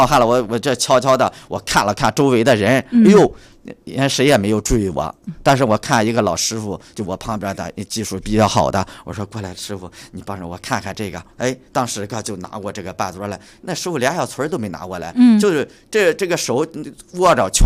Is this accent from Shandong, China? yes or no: no; Hengshui, Hebei, China; now in Beijing, China; 我的老家是河北省衡水市。